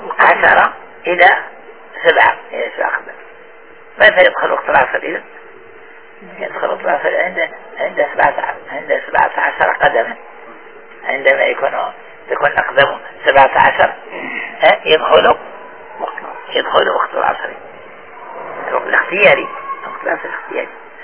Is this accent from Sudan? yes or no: no; Morocco; يعني احنا في بلادنا المغرب